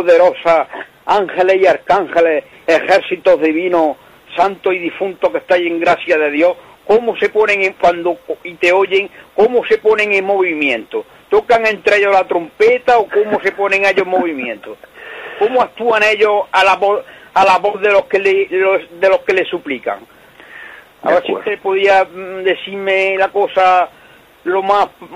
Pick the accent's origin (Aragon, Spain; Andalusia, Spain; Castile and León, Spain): Andalusia, Spain; Andújar; Soy de Andújar, Isidro.